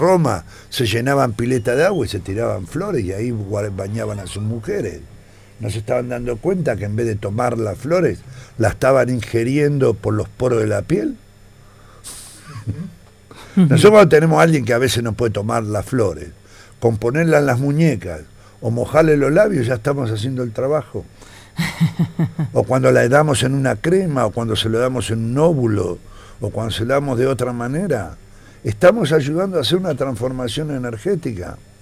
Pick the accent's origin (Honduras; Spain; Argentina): Argentina; Somos argentinos.